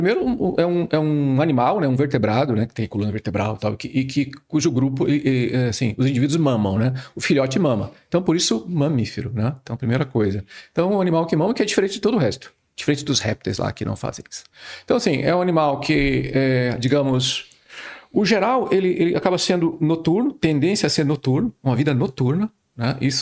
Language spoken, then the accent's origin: Portuguese; Curitiba, Paraná, Brazil; also born or lived in Mato Grosso do Sul; now in Santa Maria, Brazil; Sim, então eu sou natural do Mato Grosso do Sul, mas na verdade cresci em Curitiba, Paraná, onde eu fiz a graduação, né, em biologia e o doutorado também.